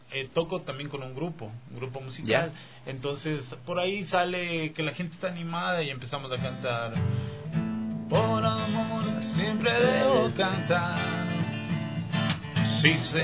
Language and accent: Spanish; Ecuador; yo he tenido toda mi vida acá, entonces